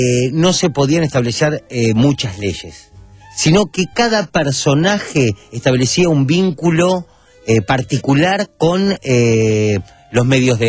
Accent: Uruguay; Yo soy uruguayo.

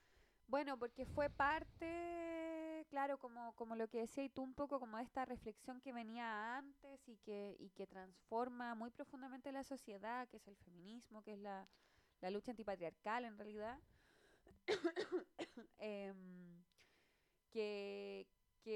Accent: Valparaíso, Chile; por si alguien es de otro lugar, somos de Valparaíso

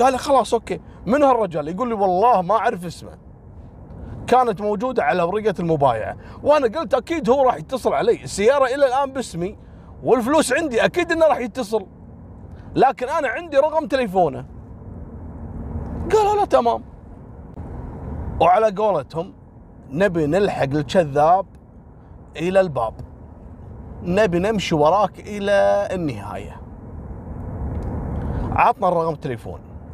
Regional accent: Kuwait; كانت قصته مشهورة جدا عندنا في الكويت على جواز سفر كان مفقود

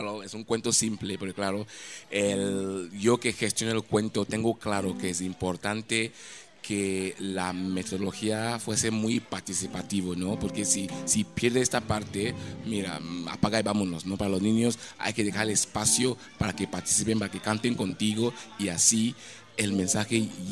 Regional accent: Nigeria; Spanish is a second language; en Nigeria, mi país de origen, la verdad es que formé parte de las grandes compañías de danza y del teatro

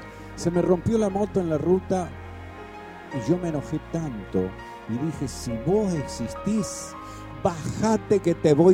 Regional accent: Santa Fe, Argentina; now in Buenos Aires, Argentina; Me vine a Buenos Aires de Santa Fe, lo más bien.

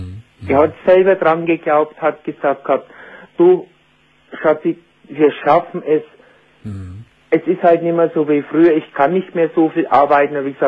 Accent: Bavaria, Germany; accent: Bavarian; Entschuldige, ich habe einen bayerischen Dialekt, ich kann nicht.

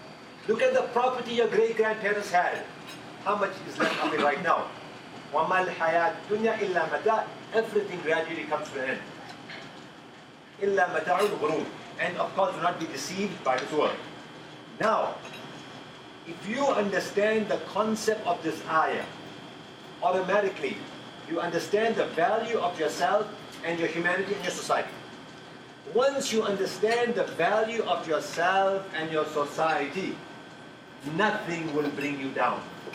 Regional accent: South Africa; I'm from South Africa and I've seen it there

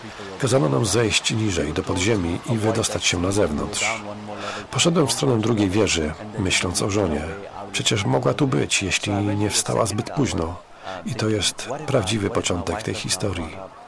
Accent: India; Ponieważ pochodzę z Indii, jeżdżę także tam.

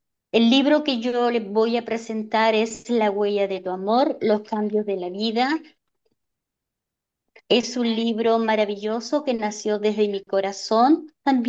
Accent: Chile; now in France; vivo en Francia, pero soy oriunda de Chile. Mis raíces son chilenas.

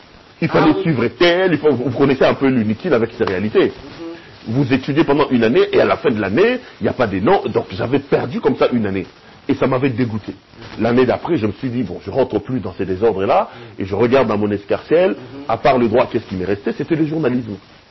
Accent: Kinshasa, DR Congo; J'ai grandi à Bandal, à l'époque, Bandal était encore dans le sang, jeune homme de Bandal, branché

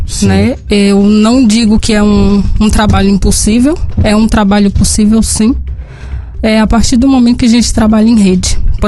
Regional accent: Setubinha, Minas Gerais, Brazil; also born or lived in Argentina / Brasília; Eu sou daqui de Setubinha.

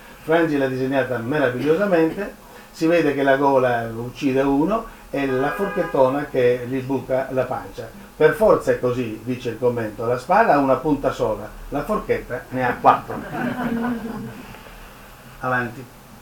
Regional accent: Trieste, Friuli-Venezia Giulia, Italy; Uno degli autori di questo io, Triestino Doc

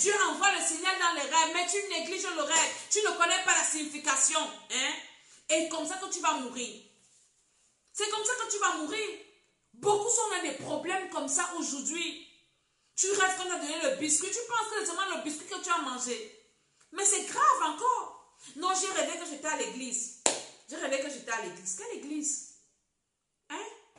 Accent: Cameroon; comme on dit chez nous au Cameroun.

